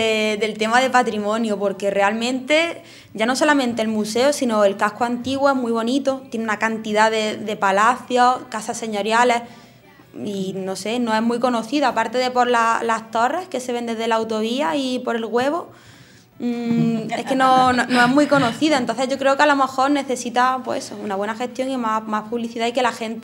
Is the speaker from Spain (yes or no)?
yes; Madrid, Community of Madrid, Spain; also born or lived in Jaén / Granada; Yo soy de Madrid, pero bueno, he estado viviendo muchos años en Jaén y en Granada también unas cuantas.